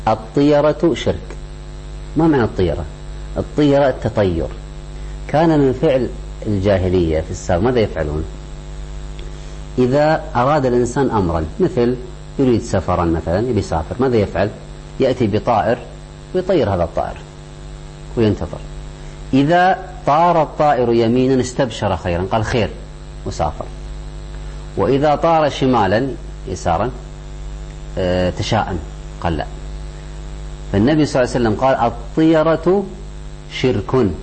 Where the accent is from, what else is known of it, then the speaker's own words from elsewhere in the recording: Kuwait; عندنا في الكويت، اذهب إلى أي مستشفى حكومي